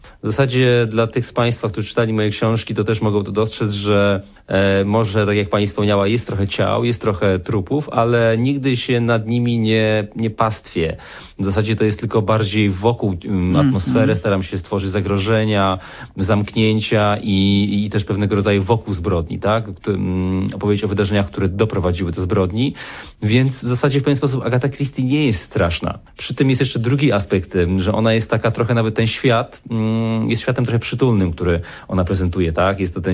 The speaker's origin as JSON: {"language": "Polish", "region": "Beskid Niski", "country": "Poland", "tie": "born or raised there", "said": "ja się wychowałem w dużej mierze częściowo w Beskidzie Niskim, daleko od ludzkich siedzib w domu, w którym nie było prądu. Spędziłem tam 7 lat dzieciństwa."}